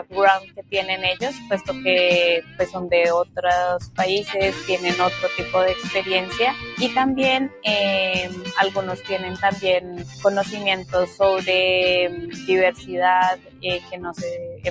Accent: Colombia; vengo de Colombia

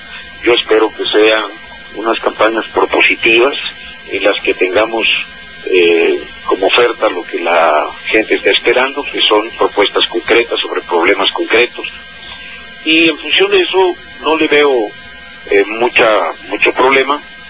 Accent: Tehuantepec, Oaxaca, Mexico; also born or lived in Mexico City; Yo soy originario de Oaxaca, nací en Tehuantepec, estudié hasta ahí, estudié hasta la preparatoria ahí.

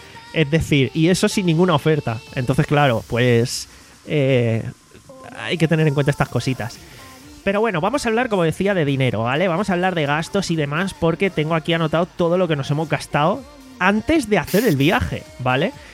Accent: Alicante, Valencian Community, Spain; somos de Alicante, de aquí no hay vuelo directo ni muchísimo menos, entonces tenemos que salir desde Madrid

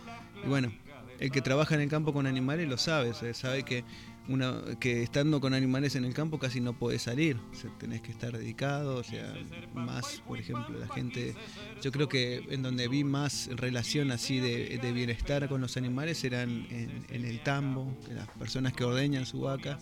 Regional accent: Jesús María, Córdoba, Argentina; yo vengo de Jesús María, donde es un lugar donde se utiliza, o sea, es conocido por la doma, el folclore

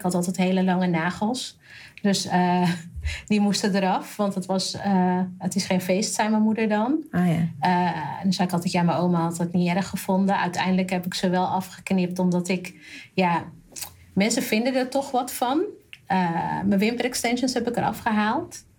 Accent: North Brabant, Netherlands; Nou kom ik uit Brabant, dus moest ik wel heel veel dingen uitleggen.

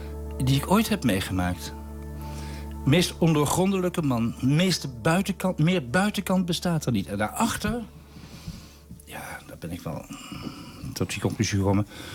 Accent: Nijmegen, Gelderland, Netherlands; In Nijmegen, waar ik vandaan kom

